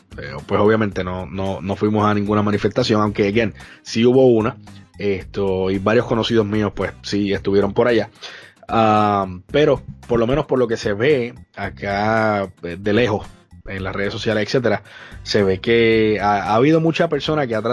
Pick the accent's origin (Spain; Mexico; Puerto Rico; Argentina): Puerto Rico; porque somos puertorriqueños primero que nada.